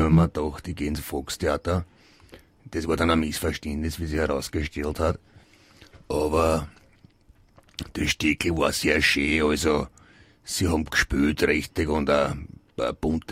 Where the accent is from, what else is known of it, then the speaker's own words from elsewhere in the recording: United States; German is a second language; now in Germany; ich bin Amerikaner